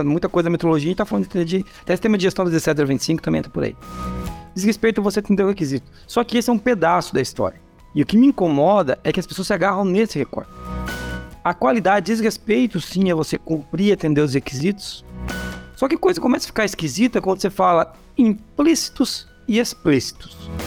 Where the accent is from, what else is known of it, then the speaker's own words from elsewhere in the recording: Foz do Iguaçu, Paraná, Brazil; Até o oeste, lá onde eu vim de Foz do Iguaçu. Então eu sou Foz do Iguaçuíno, né? Como dizer, eu vim de Foz do Iguaçu.